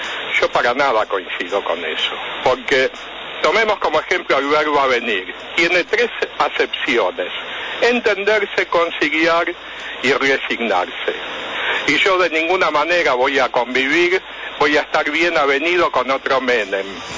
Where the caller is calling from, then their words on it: Caballito, Buenos Aires, Argentina; de Caballito.